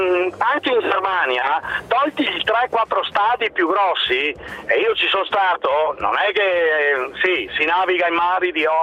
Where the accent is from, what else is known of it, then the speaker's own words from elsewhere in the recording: Verona, Veneto, Italy; io sono di Verona anch'io